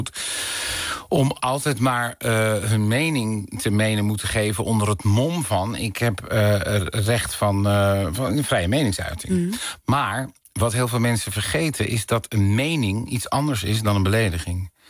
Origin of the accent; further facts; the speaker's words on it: Dirksland, South Holland, Netherlands; born there; En dan ben ik in de Tuinstraat in Dirksland, waar mijn geboortedorp.